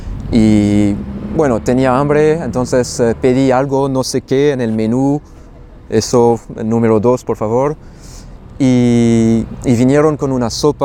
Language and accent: Spanish; France; Spanish is a second language; moved away as an adult; now in Barcelona, Spain; soy francés, tengo 31 años. Y ya hace 2 años que estoy viviendo aquí en Barcelona y hace 6 años que me fui de Francia y entonces que no estoy viviendo en el país donde nací.